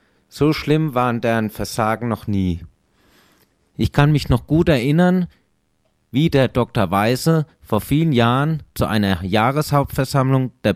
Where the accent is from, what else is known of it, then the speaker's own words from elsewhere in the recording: Karlsruhe, Baden-Württemberg, Germany; Ich komme von hier aus der Südstadt und bin schon ganz viele Jahre hier in Karlsruhe